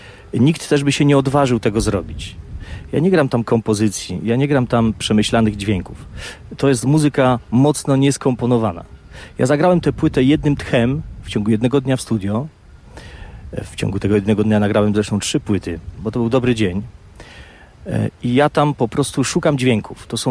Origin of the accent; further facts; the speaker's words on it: Istebna, Silesian Voivodeship, Poland; born there; 23 lutego. Wtedy przyszedłem na świat w Istebnej, w wielki mróz.